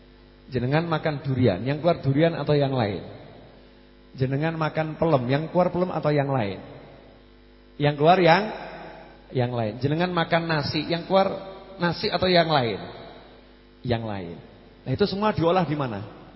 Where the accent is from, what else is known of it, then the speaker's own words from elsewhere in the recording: Surakarta, Central Java, Indonesia; accent: Solo; Saya ini orang Solo ya, lidahnya ya lidah Solo. Kalau ngomong Inggris ya salah-salah.